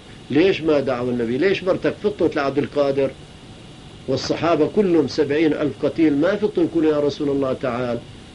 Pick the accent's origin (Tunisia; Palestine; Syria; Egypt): Palestine; accent: Palestinian; استحى، شاف لهجتي فلسطينية استحى شوية